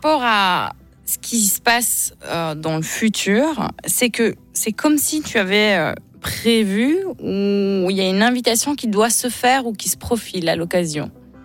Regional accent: Italy; Moi, je suis italienne.

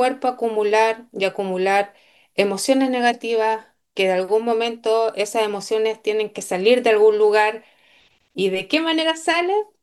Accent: Chile; soy chilena, continúo acá en mi país natal y espero seguir en mi país natal y también conocer otros lugares

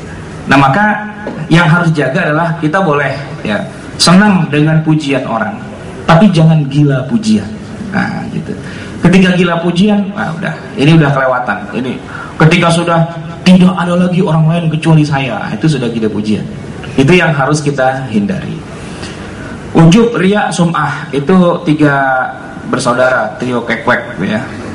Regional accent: Jakarta, Indonesia; saya orang Betawi itu

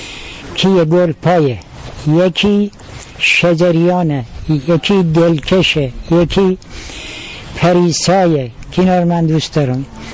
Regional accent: Yazd, Iran; ما اهل یزدیم، ولی باز مال آبادی هست سیفرسخیش.

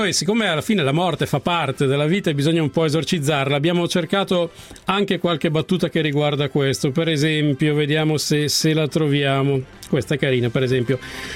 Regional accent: Salò, Lombardy, Italy; Io sono di Salò, Lago di Garda.

